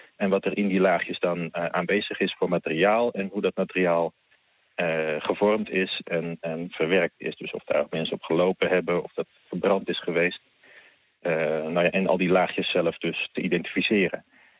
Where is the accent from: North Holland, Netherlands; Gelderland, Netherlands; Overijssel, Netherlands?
North Holland, Netherlands; Beverwijk; also born or lived in Heemskerk; En ik was ook bij een amateurvereniging in Beverwijk en Heemskerk, waar ik vandaan kom, actief.